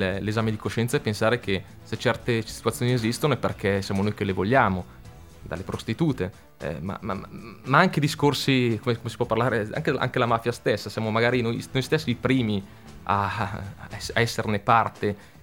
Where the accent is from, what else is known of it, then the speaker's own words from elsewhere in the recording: Casatenovo, Lombardy, Italy; Qua in Italia, soltanto a Casatenovo, che era il mio paese, ci sono 5 supermercati.